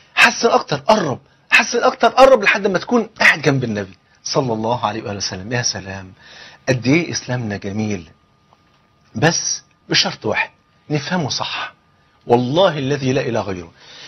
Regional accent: Egypt; تعرفين الفول عندنا في مصر هنا فرض عين

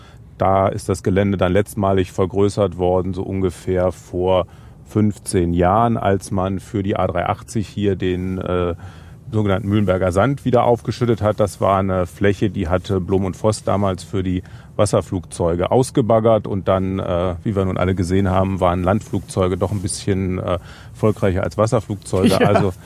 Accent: Braunschweig, Lower Saxony, Germany; Ich komme aus Braunschweig, da hat man ja dankenswerterweise relativ viele Luftfahrtthemen angesichts von DLR, der Uni, der BFU.

